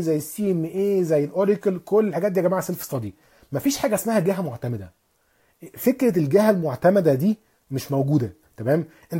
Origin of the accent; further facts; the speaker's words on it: Alexandria, Alexandria Governorate, Egypt; ان انا اصلا من اسكندريه.